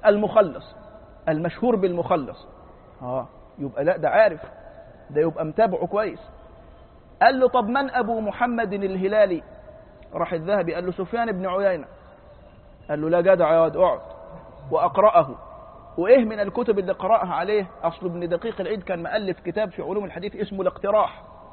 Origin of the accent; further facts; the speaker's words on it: Egypt; قلت له أنا فلان الفلاني من مصر